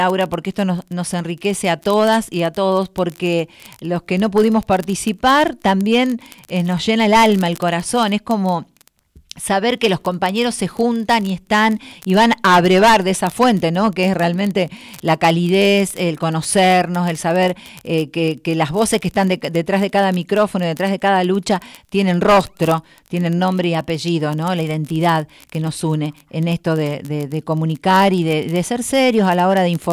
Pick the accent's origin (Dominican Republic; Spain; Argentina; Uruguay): Argentina; algo que realmente oscurece todo nuestro panorama como argentinas y argentinos